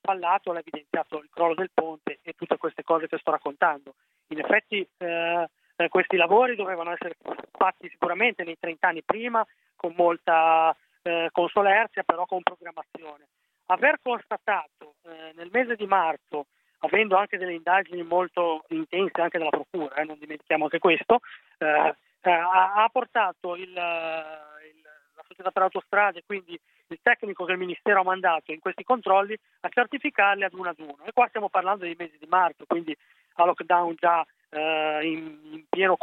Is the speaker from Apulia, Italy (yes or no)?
no; Chiavari, Liguria, Italy; sono di Chiavari, quindi parte in causa, un territorio che conosco benissimo, conosco galleria per galleria